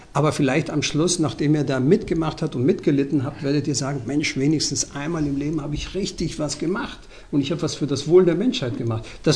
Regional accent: Mexico; German is a second language; Allein meine Heimat, also Mexiko, hat ja die größte Anzahl an verschiedenen Kulturen, die es überhaupt auf dem ganzen amerikanischen Kontinent gibt.

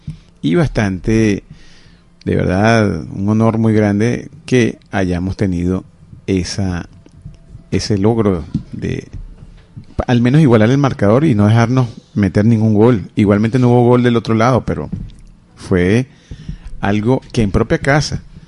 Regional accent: Venezuela; Todos somos de Venezuela y somos un solo pueblo.

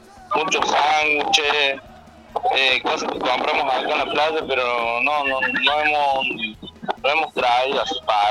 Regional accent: Argentina; somos los únicos argentinos. Es una playa bastante, bastante grande.

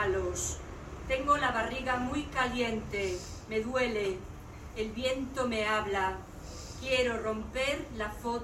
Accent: Galicia, Spain; porque vengo de un río, vengo de mi tierra, Galicia, y vengo a otra tierra en la que me siento un poco extraña porque yo no conozco mucho Madrid.

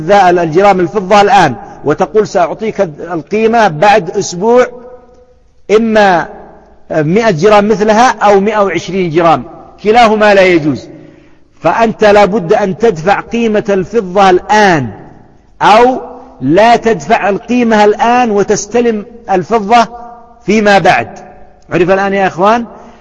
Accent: Yemen; وأيضا البر عندنا في اليمن ما زال يتفاوت

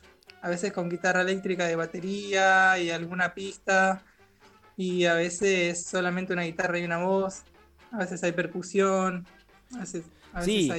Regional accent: Misiones, Argentina; había contado ahí el compa Juanba, que soy de Misiones, y es así, soy de Misiones y ahora estoy en Misiones

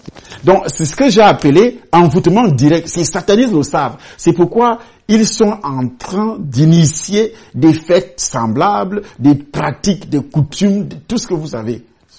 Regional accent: Douala, Littoral, Cameroon; now in Edea, Cameroon; Je vivais en ville, Douala, surtout Douala que moi je connais beaucoup. J'ai grandi à Douala, je suis arrivé à Douala étant encore petit. J'ai fait mes études, tout ce qui est nécessaire à Douala.

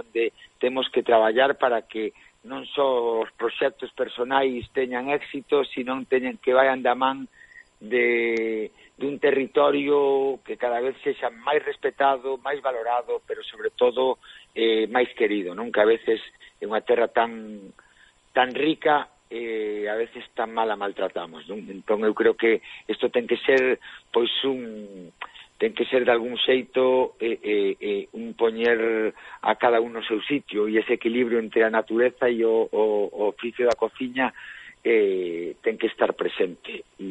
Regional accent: O Grove, Galicia, Spain; con xente do meu pobo, Grove, que é un pobo fermoso.

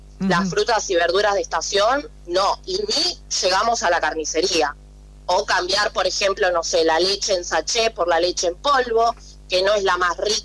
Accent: Florencio Varela, Buenos Aires Province, Argentina; now in La Plata, Argentina; Yo por ejemplo era de Florencio Varela, me mudé a la ciudad de La Plata para poder estudiar y progresar.

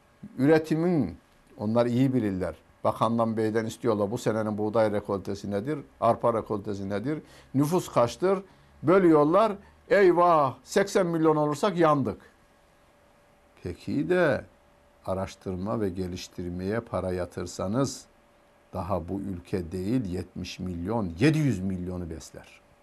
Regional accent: Karaman, Turkey; Ben Karamanlıyım. Bizim köyümüz Karaman'ın elma ihtiyacını karşılardı.

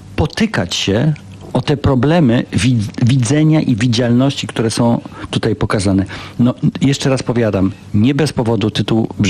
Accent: Warsaw, Masovian Voivodeship, Poland; Dumni jesteśmy, ale jestem z Warszawy, to mu zazdroszczę, no.

